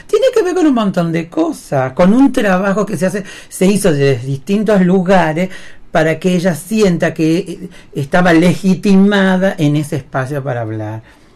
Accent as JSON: {"language": "Spanish", "region": "Salta", "country": "Argentina", "said": "sería a mí, que soy salteña"}